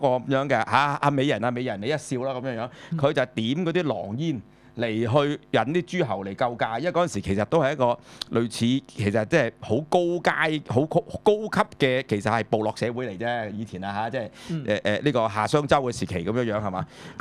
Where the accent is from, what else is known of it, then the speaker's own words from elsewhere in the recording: China; 咁所以咧，其實我作為中國人嚟講啦